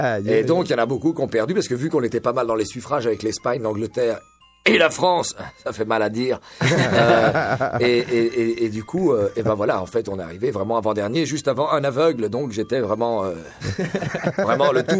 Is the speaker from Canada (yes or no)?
no; Belgium; je préfère dire en 95 parce que je suis belge et j'aime bien le rappeler.